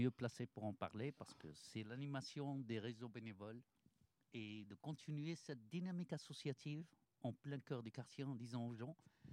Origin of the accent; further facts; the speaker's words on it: Morocco; moved away as an adult; now in Orléans, France; Moi, je suis arrivé avec mon baccalauréat du Maroc pour faire mes études à l'Université d'Orléans.